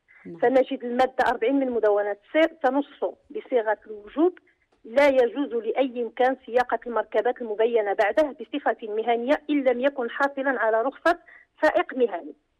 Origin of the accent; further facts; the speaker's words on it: Morocco; كنعرفوا إحنا كمغاربة كنحتاجوا أننا نكونوا مع الأسر ديالنا